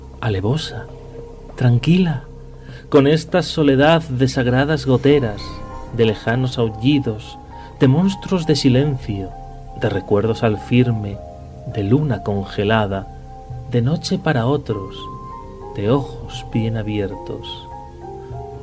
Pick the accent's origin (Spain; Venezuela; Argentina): Spain; San Sebastián, Basque Country; born there; Sí, por algo nací en San Sebastián.